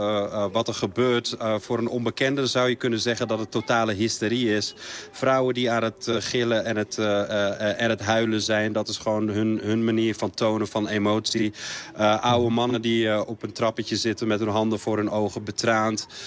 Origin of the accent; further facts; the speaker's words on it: Morocco; now in Netherlands; Dat is in tegenstelling tot heel veel Marokkanen in Nederland waar wij vandaan komen. De meesten komen uit het Rif. Wij komen daar uit de Hoge Atlas.